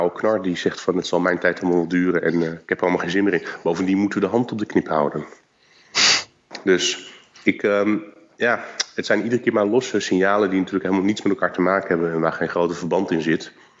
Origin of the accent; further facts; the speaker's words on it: South Korea; Ja, ik kom natuurlijk uit Korea.